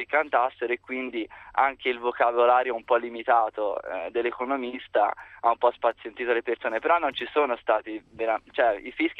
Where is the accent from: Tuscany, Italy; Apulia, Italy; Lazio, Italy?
Tuscany, Italy; Pisa; No, sono di Pisa, quindi sono andato apposta.